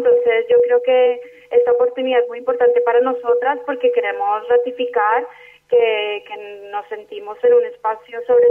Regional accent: Colombia; somos el colectivo de La Ruana, un colectivo de ciudadanas y ciudadanos colombianos que nos hemos unido en el marco del paro nacional agrario que tuvo lugar en Colombia en 2013

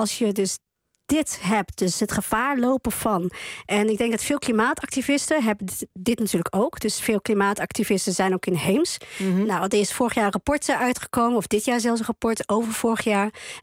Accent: Netherlands; also born or lived in Chile; Nou, ik ben opgegroeid in Nederland. Ik ben geboren in Chili.

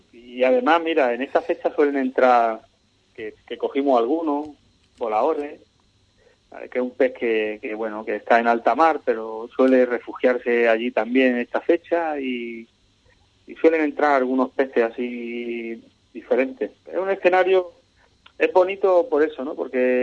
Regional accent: Cádiz, Andalusia, Spain; somos de aquí, de Cádiz, fuertes.

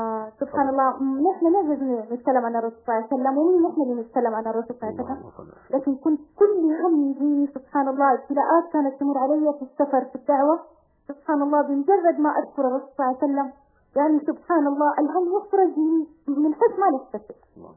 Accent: Egypt; وأنا داعية من مصر.

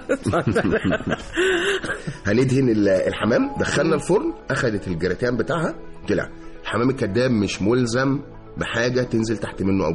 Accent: Egypt; لا هو يعني احنا كمصريين بنحب نبتكر.

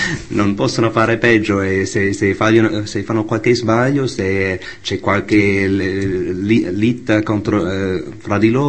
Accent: United States; Italian is a second language; Che lui parlava un po' nello stile di Martin Luther King, che per me come americano è uno dei personaggi più famosi, più belli, più puliti dal punto di vista reputazione americani

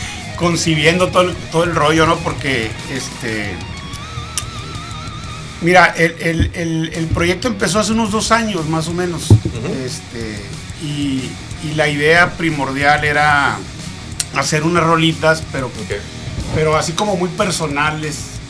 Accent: Pueblo Yaqui, Sonora, Mexico; Yo vivía en Obregón, yo soy de ahí del Valle del Yaqui. Ah, ok. De Pueblo Yaqui, para ser más exacto.

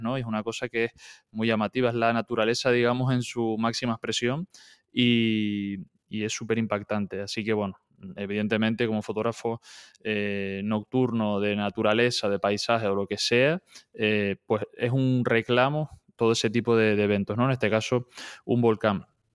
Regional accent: Fuencaliente, Canary Islands, Spain; Concretamente soy del sur, de Fuencaliente, una zona también muy conocida por, ahora que está tan de actualidad ese tema, por sus volcanes y demás.

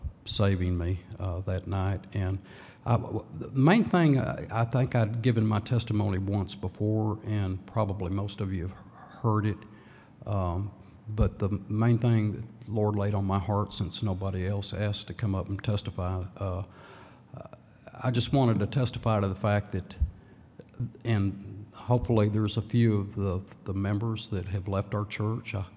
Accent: Lubbock, Texas, United States; I was born in 1951 in Lubbock, Texas. My dad was an officer in the Air Force for the Korean War.

